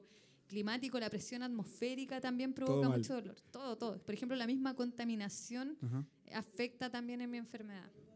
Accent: Santiago, Chile; born there; now in Iquique, Chile; Bueno, yo nací en Santiago.

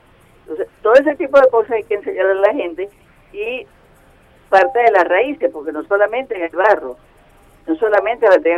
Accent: La Vela, Falcón, Venezuela; Nosotros aquí en La Vela, yo vivo y soy de La Vela, logramos de la comunidad que se aprobara una ordenanza municipal

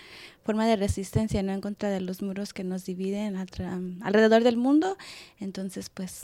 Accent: Salem, Oregon, United States; también vengo de Salem, Oregon

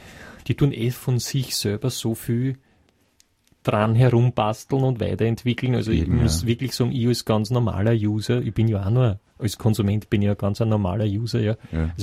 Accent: Vienna, Austria; Also, ich als Wiener, als Österreicher, verstehe dort ja gar nichts.

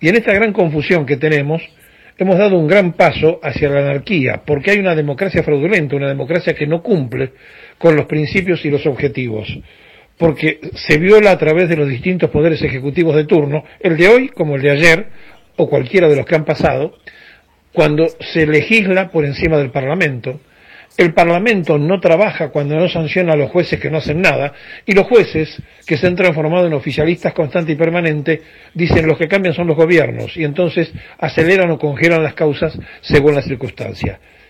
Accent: Argentina; Nosotros como argentinos estamos en crisis

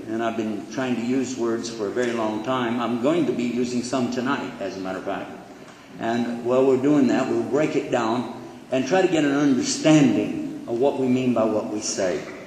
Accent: Texas, United States

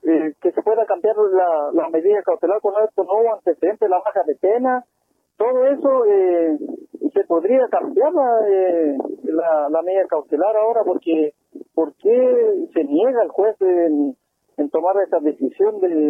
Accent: Araucanía, Chile; sabiendo que nosotros somos de Cato

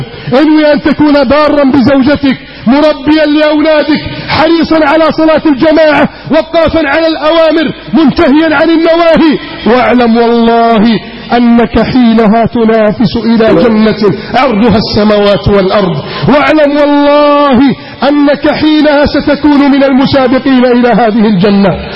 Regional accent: Egypt; اللهم احفظ بلدنا مصر من كيد الكائدين وحقد الحاقدين وتربص الظالمين.

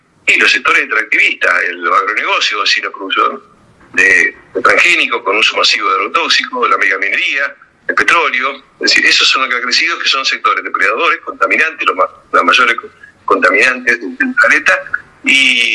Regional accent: Argentina; en un país como la Argentina, que tiene la riqueza que tiene y que somos tan pocos

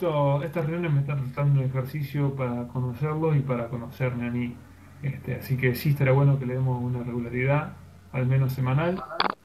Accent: Mar del Plata, Buenos Aires Province, Argentina; Yo soy originario de Mar del Plata también.

